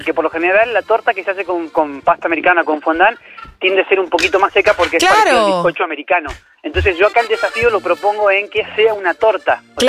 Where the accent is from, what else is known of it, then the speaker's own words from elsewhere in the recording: Mendoza, Argentina; yo soy del sur de Mendoza, pero he tenido que mandar hacia Mendoza capital